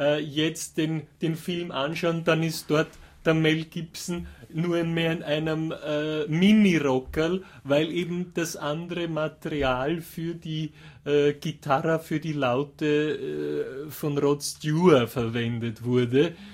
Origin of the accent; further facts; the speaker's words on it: Austria; Ich bin zwar kein Wiener, aber auch als Österreicher ist mir natürlich die indogene wienerische Variante lieber.